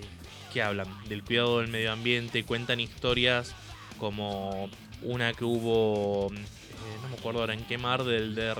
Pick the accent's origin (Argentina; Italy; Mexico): Argentina; Nosotros, como argentinos, conociendo el sketch, nos cagábamos de risa